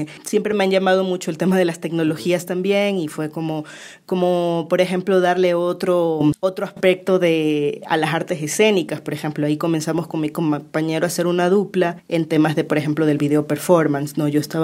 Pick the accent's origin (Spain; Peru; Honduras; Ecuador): Ecuador; Guayaquil, Guayas; born there; yo nací en Guayaquil